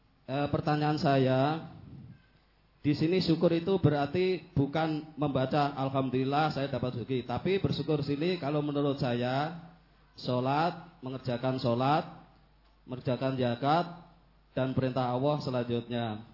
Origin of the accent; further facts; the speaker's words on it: Purwodadi, Central Java, Indonesia; Saya dari Pakis, Kradenan Purwodadi.